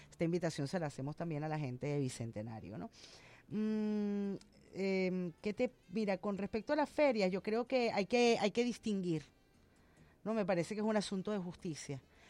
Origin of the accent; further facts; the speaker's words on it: Caracas, Capital District, Venezuela; como caraqueña, como usuaria.